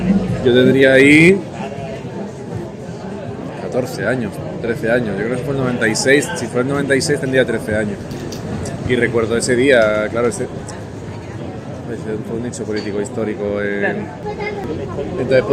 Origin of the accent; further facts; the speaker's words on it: Elche, Valencian Community, Spain; first language Valencian; Spanish is a second language; En mi tierra, como digo, yo soy de Elche. Mi casa hablaba valenciano, ¿no? Catalán, valenciano, lo mismo es, ¿no?